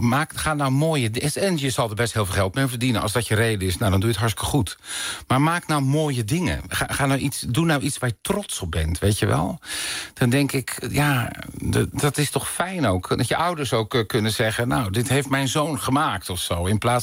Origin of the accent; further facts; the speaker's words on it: Dirksland, South Holland, Netherlands; born there; En dan ben ik in de Tuinstraat in Dirksland, waar mijn geboortedorp.